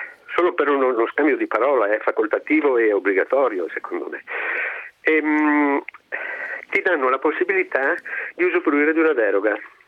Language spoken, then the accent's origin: Italian; Castion, Veneto, Italy; mi rendevo conto che creava un disagio alla popolazione del mio paese. Il paese si chiama Castion e è a 3 chilometri circa dalla città di Belluno